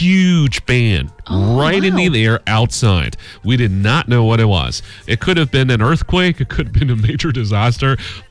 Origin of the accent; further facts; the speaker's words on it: China; you're talking to a Chinese.